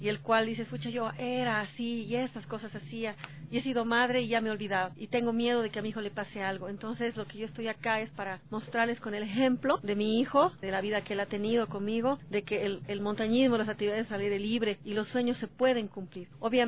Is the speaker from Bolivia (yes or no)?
yes; La Paz, Bolivia; Yo soy de La Paz, Bolivia.